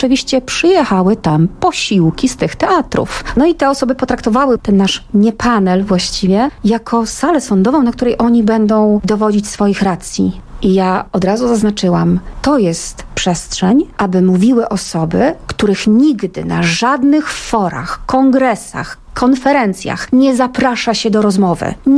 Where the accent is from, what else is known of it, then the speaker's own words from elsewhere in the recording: Gorzów Wielkopolski, Lubusz Voivodeship, Poland; Wróciłam po 16 latach do mojego rodzinnego miasta Gorzowa Wielkopolskiego